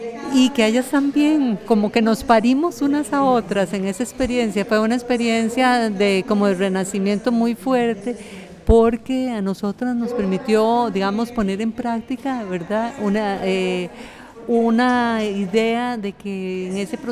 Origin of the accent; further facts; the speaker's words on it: Costa Rica; nosotras, que venimos de Guanacaste y de San José, hacer un programa aquí.